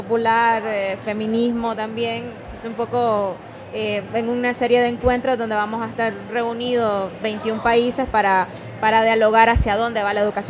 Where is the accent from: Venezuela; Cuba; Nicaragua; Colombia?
Nicaragua; vengo de Nicaragua, del colectivo CEAL Nicaragua